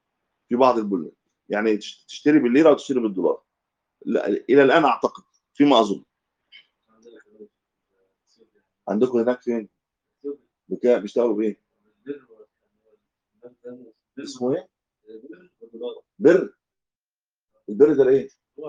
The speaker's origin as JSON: {"language": "Arabic", "country": "Egypt", "said": "لكن لو العمله واحده زي عندنا في مصر"}